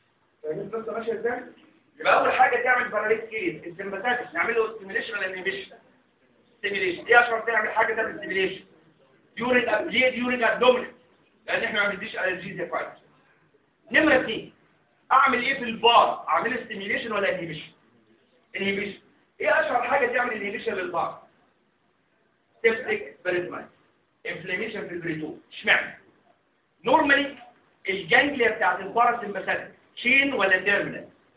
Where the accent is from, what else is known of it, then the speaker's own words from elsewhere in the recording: Egypt; تعالوا عندنا في مصر احنا مش بنعمل تراكشن على الكاستر